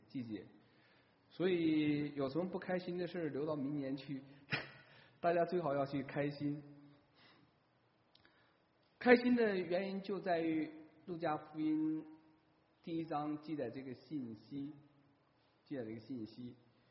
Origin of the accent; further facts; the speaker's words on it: China; 对我这个作为中国人来讲，对我来讲一年最重要的节日是过年